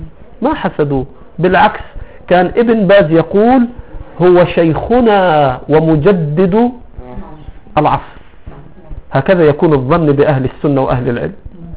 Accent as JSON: {"language": "Arabic", "country": "Egypt", "said": "يا شيخ لا يوجد عندنا في مصر من يحمل السنة"}